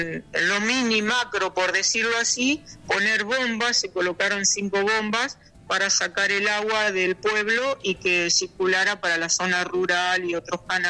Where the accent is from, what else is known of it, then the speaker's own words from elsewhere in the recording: San Nicolás, Buenos Aires Province, Argentina; born there; moved away as an adult; now in Castelli, Argentina; Yo quizás por el acento ya se habrán dado cuenta, soy nacida en San Nicolás, provincia de Buenos Aires. Y hace 30 años que vivo aquí en Castelli, así que soy rechaqueña.